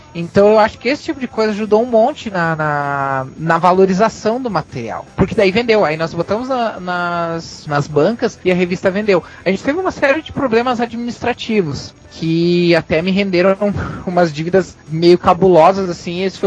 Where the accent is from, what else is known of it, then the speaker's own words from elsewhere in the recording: Rio Grande do Sul, Brazil; eu sou do Rio Grande do Sul.